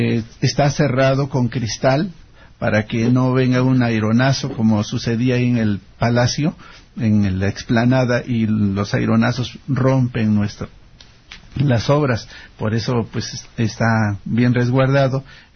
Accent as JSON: {"language": "Spanish", "country": "Mexico", "said": "cuando nosotros mismos como mexicanos la revaloramos"}